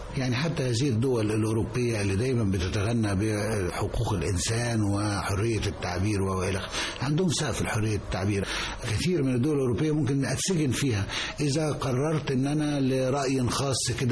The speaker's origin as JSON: {"language": "Arabic", "country": "Egypt", "said": "لما كنت بتعامل انا كمصري او كعضو من السفاره المصريه"}